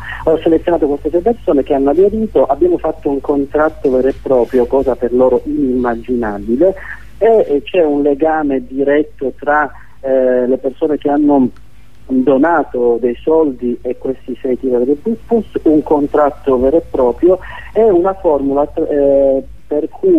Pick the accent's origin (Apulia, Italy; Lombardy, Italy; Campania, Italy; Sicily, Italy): Sicily, Italy; Palermo; io sono di Palermo, conosco bene di cosa parlo